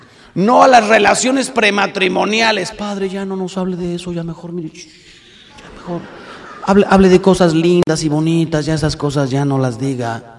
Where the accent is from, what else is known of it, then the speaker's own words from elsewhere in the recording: Mexico; si hace el muro, los que salimos ganando somos los mexicanos.